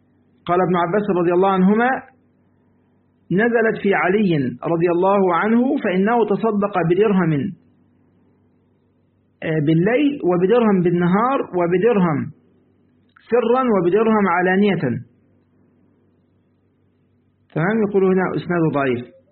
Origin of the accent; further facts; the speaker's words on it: Egypt; لسه أنا طبعا يعني عندنا في مصر، تمام، أزمة الدولار بقى والذهب خلاص